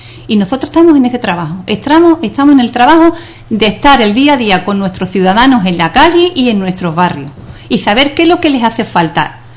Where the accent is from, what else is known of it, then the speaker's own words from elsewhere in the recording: Ubrique, Andalusia, Spain; los ciudadanos somos los ciudadanos de Ubrique, todos en general, somos los que hacemos el pueblo